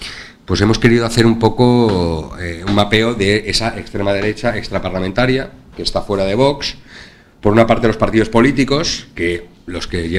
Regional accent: Valencian Community, Spain; Como valenciano, creo, igual es porque soy valenciano

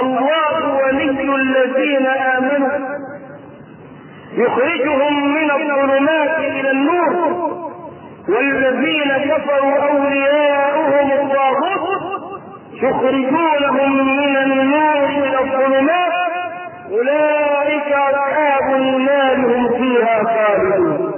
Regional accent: Egypt; بيعدوهم كم مقام عندنا في مصر وكم مقام في البلاد الثانية

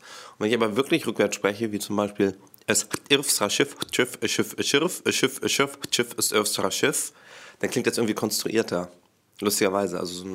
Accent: Stockelsdorf, Schleswig-Holstein, Germany; weil ich als kleiner Junge in Stockelsdorf gelebt habe. Stockelsdorf ist ein kleiner Ort bei Lübeck.

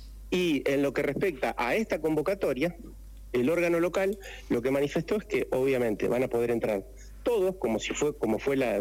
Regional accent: Santa Fe, Argentina; now in Merlo, Argentina; Yo vengo desde Santa Fe, hace 13 años estoy en Merlo. En Santa Fe fue la cuna del cooperativismo. Me crié y me eduqué dentro de lo que es la acción cooperativa.

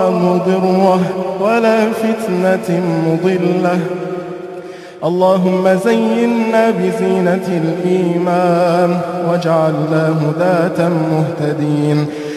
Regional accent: Egypt; اللهم واحفظ بلدنا مصر من كل سوء وشر

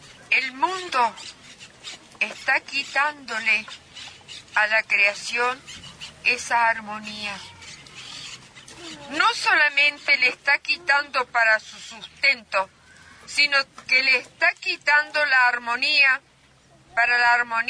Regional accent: Tilquicho, San Luis, Argentina; Cuando llegó el ferrocarril, ahí nací yo en Tilquicho, en ese valle. La calle me separaba del tren.

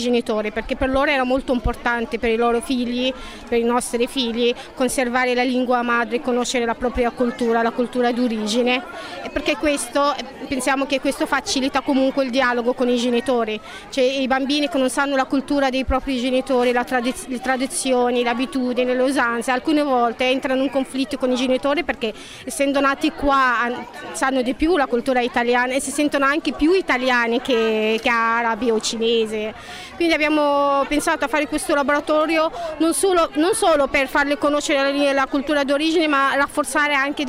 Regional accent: Egypt; now in Italy; sono egiziana, sono qua in Italia da 10 anni

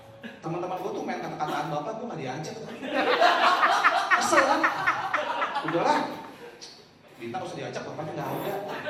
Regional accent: Bekasi, West Java, Indonesia; gue dari Bekasi

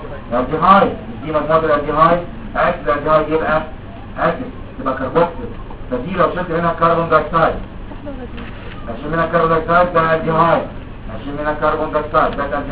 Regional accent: Egypt; في مكتب الصحه عندنا في مصر

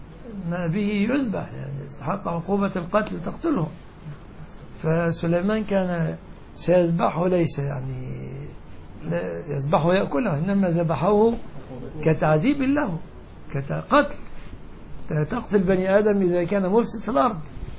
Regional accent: Egypt; يعني مثلا عندنا كمصريين مستقذر جدا عندنا أن نأكل الجراد

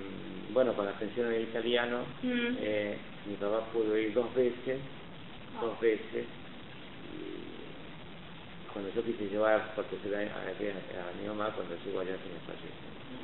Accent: Argentina; born there; Los dos somos nacidos en Argentina.

